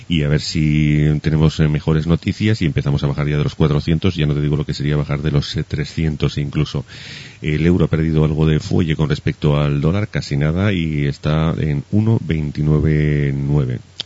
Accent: Spain; los que somos españoles ya estamos acostumbrados al surrealismo que preside este país habitualmente desde tiempos inmemoriales

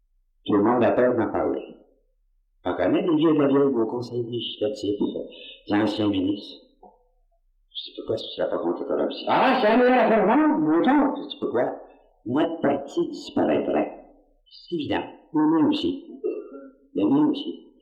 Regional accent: Quebec, Canada; Moi je suis un Canadien.

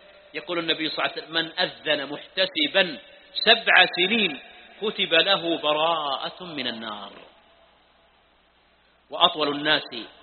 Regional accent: Mecca, Makkah Province, Saudi Arabia; ها يا أهل مكة. طيب، لا يزعلون عليها مكة، ونحن من أهل مكة.

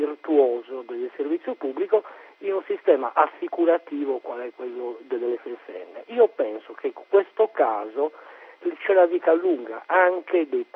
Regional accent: Cagliari, Sardinia, Italy; non perché io sono di Cagliari

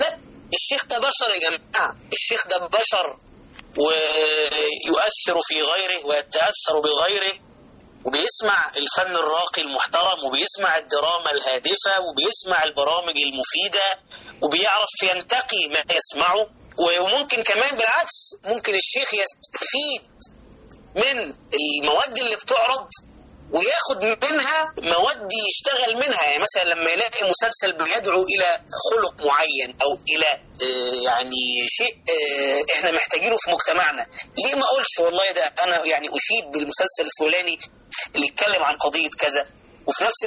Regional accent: Alexandria, Alexandria Governorate, Egypt; وأنا من الإسكندرية ومن المكفوفين

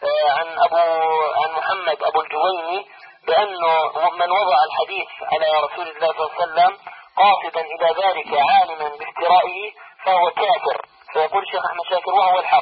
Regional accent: Algeria; أنا من الجزائر.

